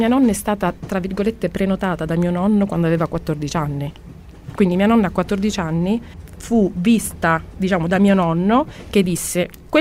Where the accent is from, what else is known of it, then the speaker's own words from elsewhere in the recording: Sicily, Italy; io che sono nata e cresciuta in Sicilia